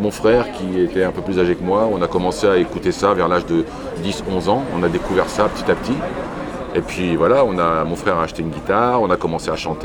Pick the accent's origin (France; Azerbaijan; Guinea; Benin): France; Falaise, Normandy; born there; Je suis né en Normandie, oui.